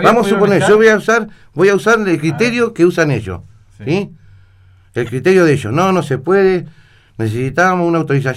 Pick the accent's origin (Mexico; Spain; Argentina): Argentina; Viedma, Río Negro; soy nacido y criado en Viedma y soy cuarta generación de viedmense.